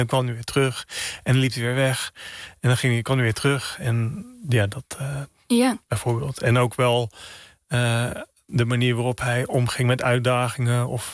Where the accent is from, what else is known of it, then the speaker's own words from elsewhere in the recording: Oud-Zuilen, Utrecht, Netherlands; Nou ja, ik ben opgegroeid in Oud-Zuilen, vlakbij Utrecht. Het is echt een klein dorp, tegen Utrecht aan.